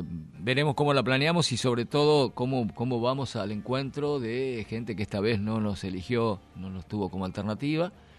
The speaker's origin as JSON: {"language": "Spanish", "town": "General Pico", "region": "La Pampa", "country": "Argentina", "said": "Yo cubrí como periodista la elección de Cámpora en el 73 en mi pueblo, en General Pico, en La Pampa."}